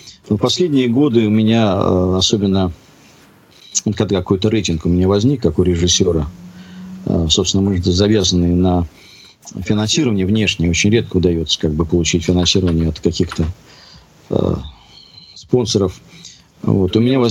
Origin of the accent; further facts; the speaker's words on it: Moscow, Russia; Я сам москвич коренной.